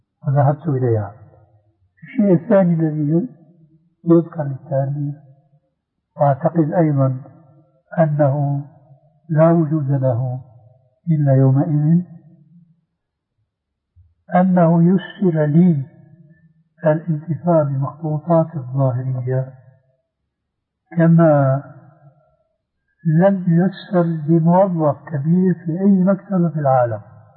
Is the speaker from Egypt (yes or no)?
no; Damascus, Damascus Governorate, Syria; يبعثر الكتب فيها الصالح والطالح كما يقال عندنا في دمشق